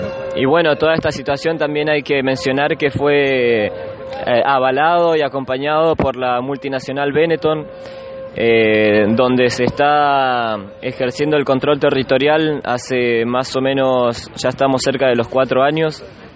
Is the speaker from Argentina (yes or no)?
yes; Puelmapu, Argentina; vengo del territorio de Puelmapu.